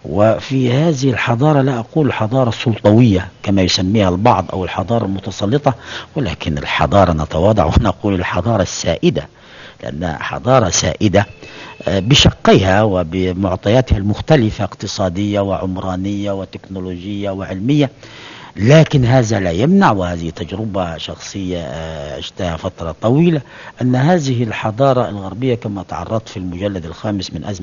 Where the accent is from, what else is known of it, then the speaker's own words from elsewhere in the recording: Upper Egypt, Egypt; وأنتمي إلى قرية المتواضعة في هذه البلاد العربية مصر في أقصى الصعيد